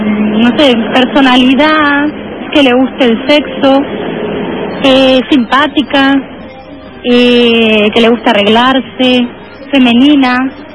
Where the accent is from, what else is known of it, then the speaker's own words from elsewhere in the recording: Argentina; Como buena argentina que soy.